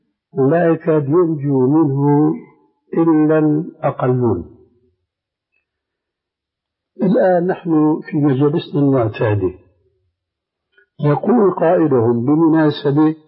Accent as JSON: {"language": "Arabic", "country": "Syria", "said": "عندنا في سوريا العلويين والاسماعيليين."}